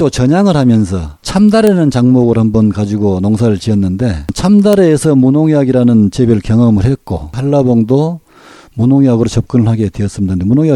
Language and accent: Korean; Goheung, South Jeolla, South Korea; 저는 전남 고흥에서 태어나서 단 한 번도 주소지로 옮겨본 도 없고